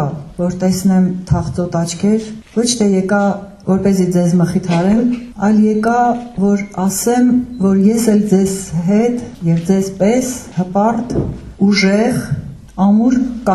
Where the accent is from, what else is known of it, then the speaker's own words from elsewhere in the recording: Nagorno-Karabakh, Azerbaijan; Մենք ուղղակի շատ սիրում ենք ասել, որ մենք արցախցի ենք